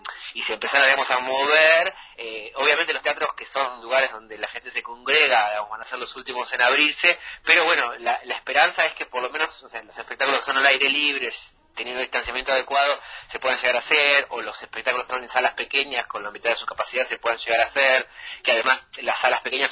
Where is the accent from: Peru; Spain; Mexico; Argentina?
Argentina; Villa Bosch, Buenos Aires Province; Yo soy de Villa Bor, soy del conurbano, siempre, el 3 de febrero